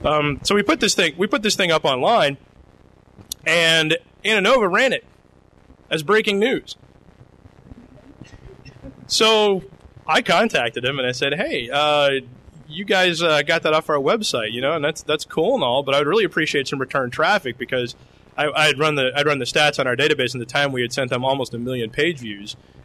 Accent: Lexington, Kentucky, United States; the Lexington Herald Leader, which is my hometown newspaper

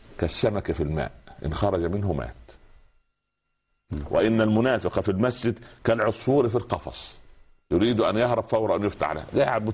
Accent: Egypt; حتى المثل الشعبي يقول ايه يعني عندنا في مصر يقول لك

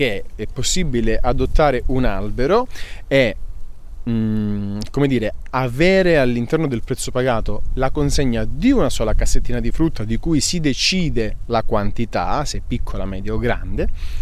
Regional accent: Calabria, Italy; io sono calabrese, nasco in un territorio di agrumi e quindi mi viene molto più semplice

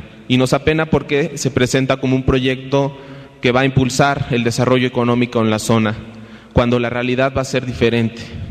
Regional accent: Veracruz, Mexico; nosotros somos veracruzanos y estamos preocupados por este proyecto minero

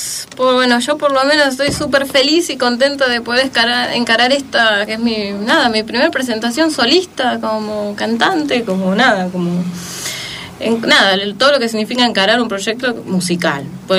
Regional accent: Buenos Aires Province, Argentina; Yo soy de Zona Norte, chicos, les aviso.

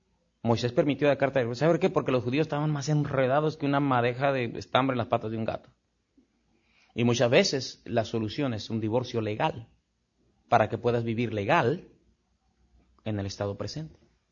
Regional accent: Mexico; Y así somos los mexicanos, pero no debemos ser así los cristianos.

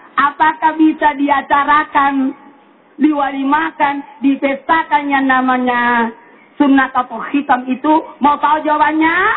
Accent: South Sulawesi, Indonesia; Ya, kalau daerah saya sih di Sulawesi Selatan namanya disunat.

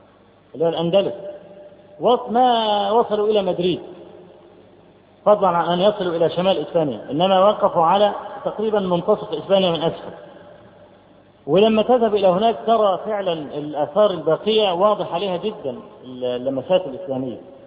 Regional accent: Egypt; فرجل أول ما عارف أن أنا من مصر

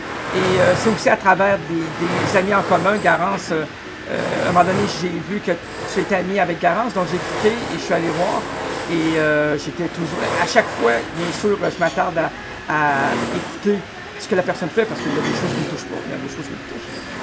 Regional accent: Quebec City, Quebec, Canada; Et chez nous, à Québec, on a le Festival d'été.

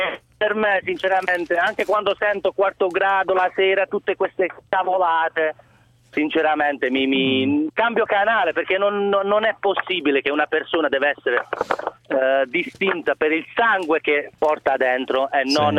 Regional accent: Albania; Io sono albanese.

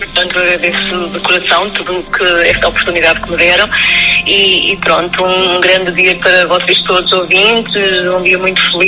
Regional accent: Chaves, Norte, Portugal; eu sou de Chaves, sou claudiense, portanto, vazio-me muito naquela zona transmontana

